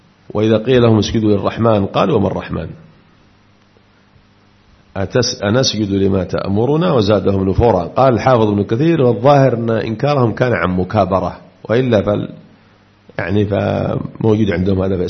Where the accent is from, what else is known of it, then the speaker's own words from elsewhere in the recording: Aden, Yemen; حتى قرأت لصحفي عندنا في عدن يقول